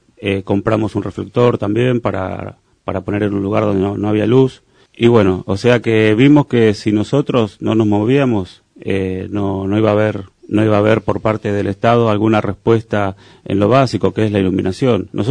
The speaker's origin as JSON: {"language": "Spanish", "town": "Moreno", "region": "Buenos Aires Province", "country": "Argentina", "said": "Yo soy de Moreno Sur, del barrio Moreno Ciudad"}